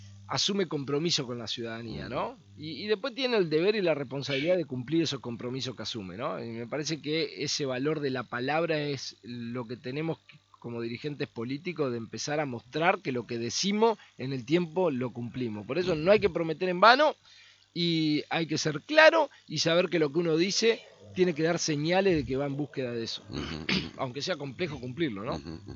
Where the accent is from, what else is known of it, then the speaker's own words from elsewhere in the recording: Argentina; lo que hicimos como argentinos hasta acá no ha funcionado